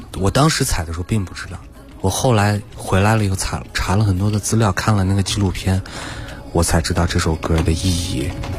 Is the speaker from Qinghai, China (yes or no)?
yes; Qinghai, China; 因为我就是你们知道我青海人嘛